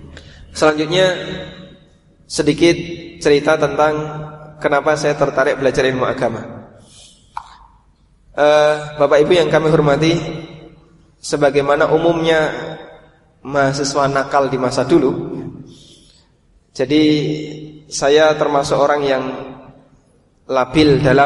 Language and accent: Indonesian; Paciran, East Java, Indonesia; Saya datang dari Lamongan, Lamongannya jauh dari kota, pelosok, desanya namanya Paciran.